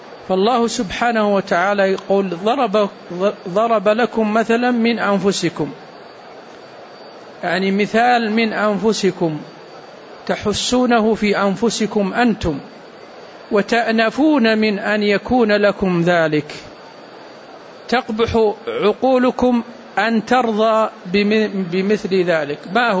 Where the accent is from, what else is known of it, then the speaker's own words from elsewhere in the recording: Saudi Arabia; عندنا في السعودية كان ملك اليمين موجود